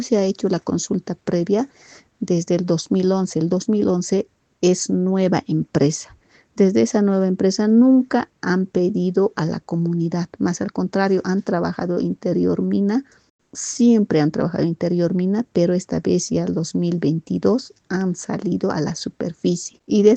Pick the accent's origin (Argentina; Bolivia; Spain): Bolivia; Totoral Chico, Chuquisaca; Soy de la comunidad Totoral Chico. La comunidad Totoral Chico está ubicado en el distrito de Vizcaya, en el municipio de Pasña, provincia de Popó, departamento de Oruro, Oruro, Bolivia.